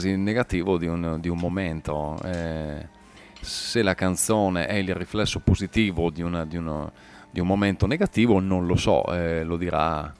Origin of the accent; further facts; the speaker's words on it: San Michele Extra, Veneto, Italy; born there; nel mio paese di nascita, San Michele Extra, in provincia di Verona.